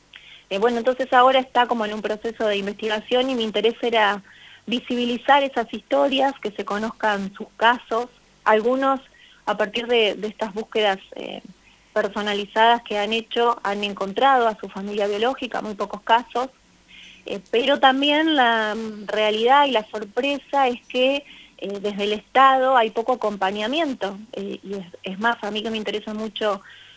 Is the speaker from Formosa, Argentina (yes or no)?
no; Santa Fe, Argentina; yo que vivo en un pueblito de 3.000 habitantes, incluso en mis orígenes, que soy santafesina, en mi ciudad